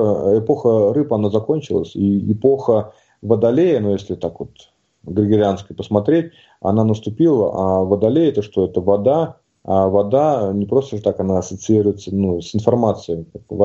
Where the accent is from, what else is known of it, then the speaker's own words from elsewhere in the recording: Tomsk Oblast, Russia; Я сам родом из Сибири, в Томской области.